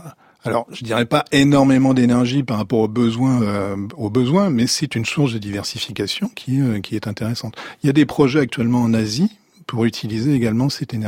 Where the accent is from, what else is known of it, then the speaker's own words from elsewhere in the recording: Saint-Malo, Brittany, France; Je suis originaire de Saint-Malo, donc pour moi la mer c'est la côte d'Émeraude.